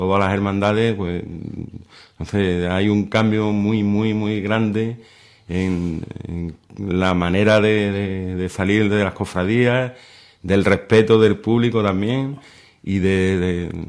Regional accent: Seville, Andalusia, Spain; born there; yo nací en Sevilla y en Sevilla es donde comencé mis andaduras cofrades.

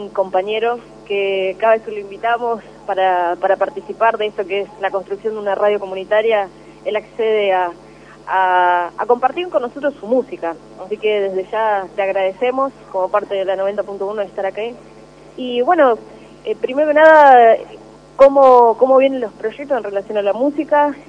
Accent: Moreno, Buenos Aires Province, Argentina; Nosotros somos de Moreno

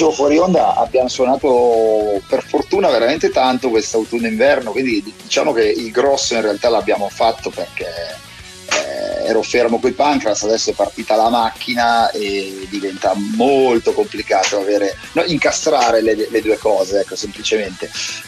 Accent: Milan, Lombardy, Italy; forse l'abbiamo doppiata a Milano essendo milanesi

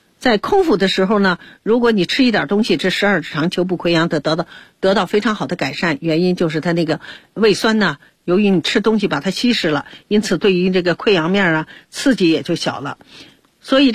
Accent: China; 因为我们中国人呢是大家子不是分残制

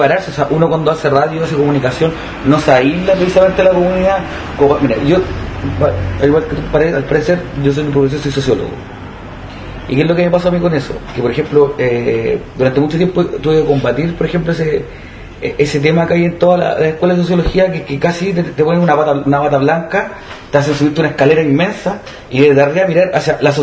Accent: Valparaíso, Chile; yo soy del Cerro Placeres y yo escuchaba la radio cuando chivo

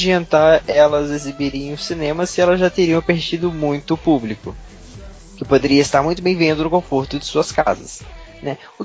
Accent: Rondônia, Brazil; now in São Paulo, Brazil; se fosse lá em Rondônia, de onde eu vim, podia até ser macaco.

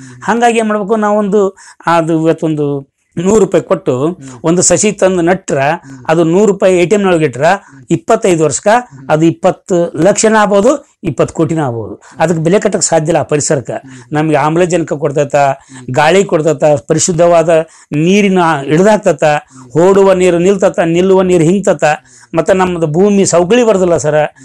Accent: Kamanur, Karnataka, India; Kamanuru sir.

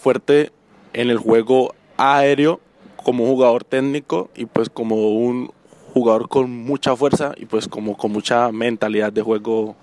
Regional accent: Colombia; also born or lived in Mexico; now in Spain; tengo 19 años, soy naturalmente de Colombia, vine hace 7 meses desde México

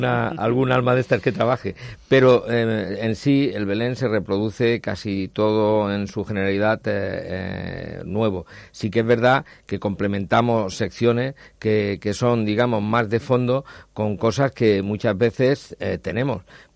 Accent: Spain; los variopintos que somos los españoles

